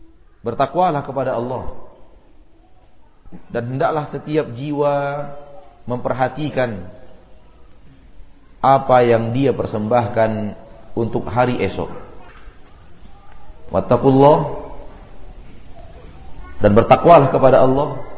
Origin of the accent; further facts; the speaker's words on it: Bukittinggi, West Sumatra, Indonesia; Pertemuan kita bukan karena semata-mata kita orang Bukit Tinggi